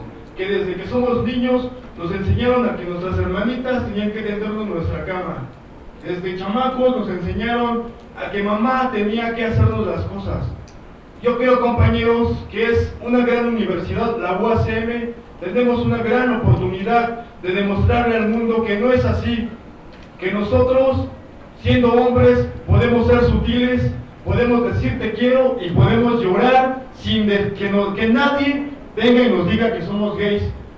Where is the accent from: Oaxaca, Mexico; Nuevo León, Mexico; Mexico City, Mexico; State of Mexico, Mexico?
Mexico City, Mexico; San Lorenzo Tezonco; Yo era de San Lorenzo Texonco.